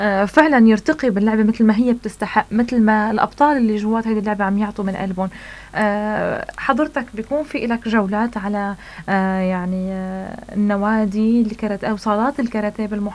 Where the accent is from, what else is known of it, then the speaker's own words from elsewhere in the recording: Tartus, Tartus Governorate, Syria; طيب اليوم نحن كم نادي كراتي عندنا بطرطوس؟